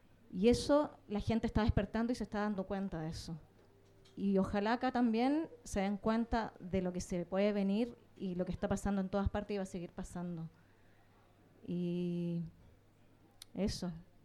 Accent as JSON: {"language": "Spanish", "region": "Patagonia", "country": "Chile", "said": "yo soy chilena. He vivido muchos conflictos desde mi infancia. Vengo de una zona del sur de Chile, que es la Patagonia"}